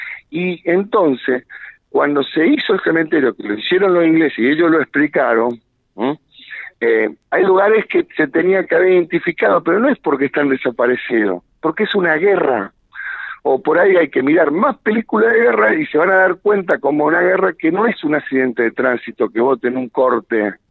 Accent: Santa Fe, Argentina; La Constitución Nacional 2 veces se hizo en Santa Fe, y bueno, como santafesinos, pongámonos la pila

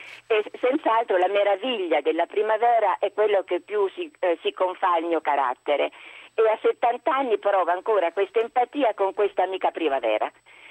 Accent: Perugia, Umbria, Italy; sono di Perugia anch'io.

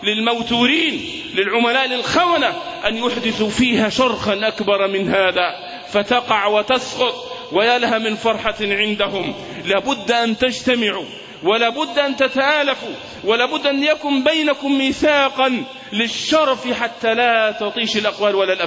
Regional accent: Egypt; المؤامرة التي دبرت لنا كمصريين

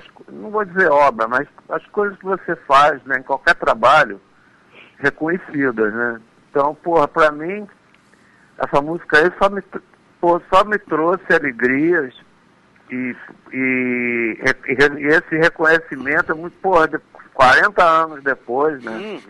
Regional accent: Senhor do Bonfim, Bahia, Brazil; moved away; also born or lived in Salvador; eu nasci em Salvador e com 6 meses eu fui morar numa cidade de interior, que é uma cidade chamada Bonfim de Juazeiro. Que é Senhor do Bonfim, mas é pertinho de Juazeiro.

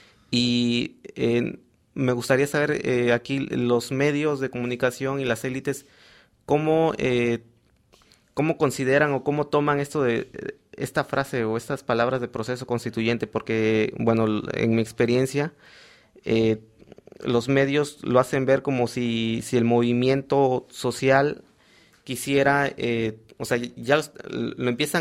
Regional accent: Mexico; se les ocurrió preguntarnos a nosotros como mexicanos que si nos parecía que había democracia

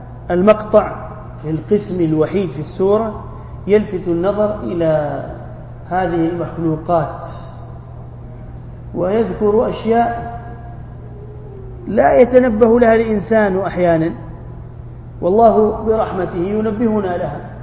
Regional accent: Jeddah, Makkah Province, Saudi Arabia; أذكر أننا زرعنا في الحديقة عندنا في جدة ونحن صغار شجرة رمان

